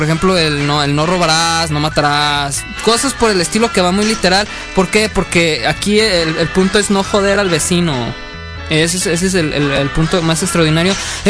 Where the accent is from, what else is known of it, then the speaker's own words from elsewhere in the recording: Mexico; No, yo no soy gringo en ningún pinche momento. Soy mexicano. Hueso colorado.